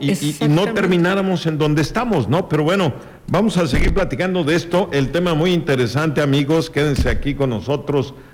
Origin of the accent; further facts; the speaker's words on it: Chicxulub, Yucatán, Mexico; accent: Chicxulub; mi acento chicxulubense, pues no se asemeja al acento inglés